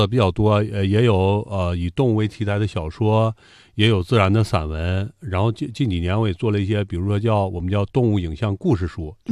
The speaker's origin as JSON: {"language": "Chinese", "region": "Inner Mongolia", "country": "China", "tie": "born or raised there", "also_born_or_lived": "Daqing", "said": "所以我出生在城市里，然后呢，但是后来就是整个我的童年是在草原上度过，然后现在我也是生活在草原，呼伦贝尔草原。"}